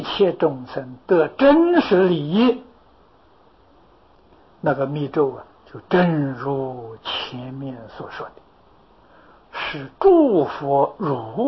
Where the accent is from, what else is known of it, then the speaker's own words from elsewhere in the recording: China; 我们中国人在做听啊，听佛的这个言语啊，是讲的我们中国话。